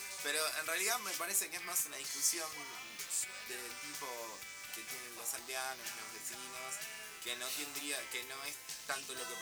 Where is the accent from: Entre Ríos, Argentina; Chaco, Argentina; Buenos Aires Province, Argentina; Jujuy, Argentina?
Buenos Aires Province, Argentina; Adrogué; now in Burzaco, Argentina; yo de La Mayol, de Adrogué, ahora soy de Bursaco, soy una persona de Bursaco.